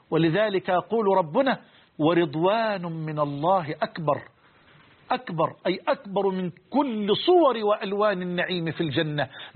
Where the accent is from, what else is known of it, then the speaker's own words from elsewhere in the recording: Egypt; عندنا في مصر بلوع عجلة برا اللي هي البايسكل